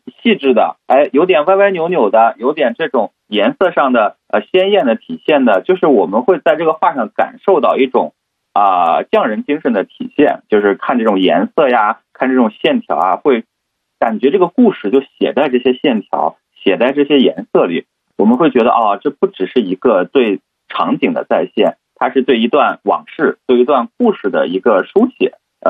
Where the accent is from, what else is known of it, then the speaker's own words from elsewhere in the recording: Shandong, China; now in Hangzhou, China; 因为我本身是北方人，我是山东人，然后离那个、离北京其实还不远。